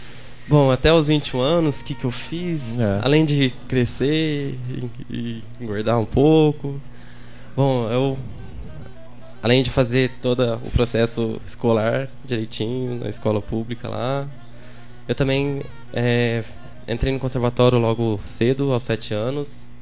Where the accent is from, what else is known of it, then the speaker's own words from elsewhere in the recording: Pouso Alegre, Minas Gerais, Brazil; moved away as an adult; also born or lived in Imbuyuna; now in São Carlos, Brazil; Eu nasci em Imbuyuna, Minas Gerais, terra da batata. Mas logo depois me mudei para Pouso Alegre, que é uma cidade um pouco maior, que é vizinha de lá. E fiquei lá até os 21 anos. Daí depois já vim direto para São Carlos.